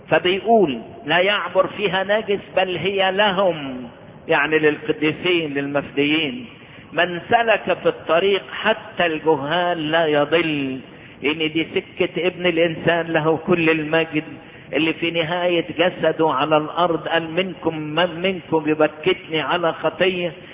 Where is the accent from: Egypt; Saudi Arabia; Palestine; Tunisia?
Egypt; واحنا نشكر ربنا اللي حبى بلدنا مصر